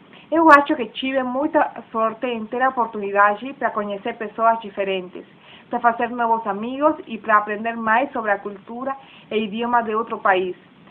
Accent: Bolivia; Portuguese is a second language; now in Curitiba, Brazil; Eu sou da Bolívia, mas agora estou estudando com uma bolsa de estudos no Brasil.

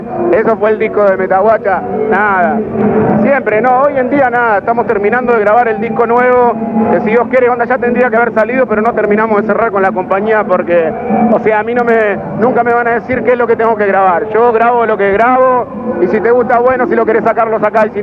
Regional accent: Florencio Varela, Buenos Aires Province, Argentina; soy del otro lado del mundo, soy de la zona sur, soy de Florencio Varela

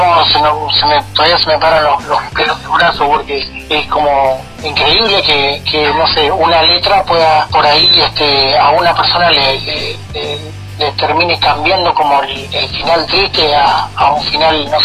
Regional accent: Chubut, Argentina; yo soy de acá de Chubut

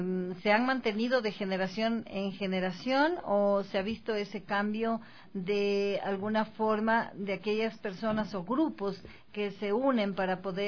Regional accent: Píllaro, Tungurahua, Ecuador; En homenaje dice yo que soy de Píllaro.

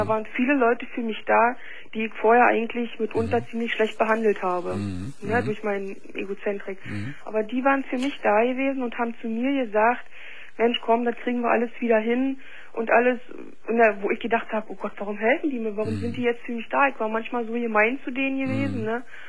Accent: East Germany, Germany; ich bin aus dem Osten

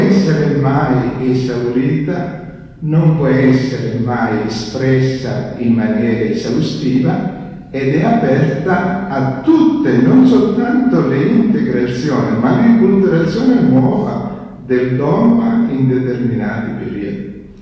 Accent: Germany; Italian is a second language; tedesco, vengo da Germania e abito a Trallen vicino a Norimberga.

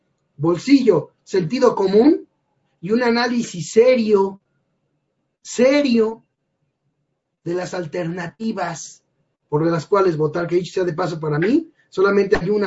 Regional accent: Mexico; yo no he visto una sola ganancia para mí como mexicano.

